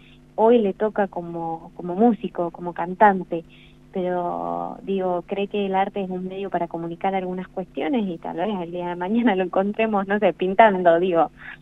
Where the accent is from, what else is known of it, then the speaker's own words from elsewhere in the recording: La Pampa, Argentina; No, de acá, de La Pampa.